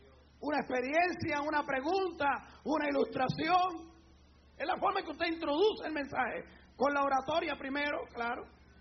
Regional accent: Puerto Rico; yo no sé si se hace todavía en mi país, en Puerto Rico

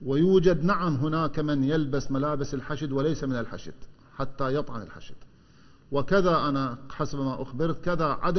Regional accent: Iraq; كعراقيين وفي كل بلد موجودين به إحنا أبناء الوطن

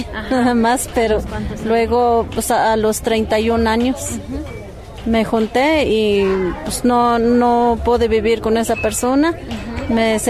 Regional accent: Amatepec, Veracruz, Mexico; Soy de Amatepec, municipio de Ilamatlán, Veracruz.

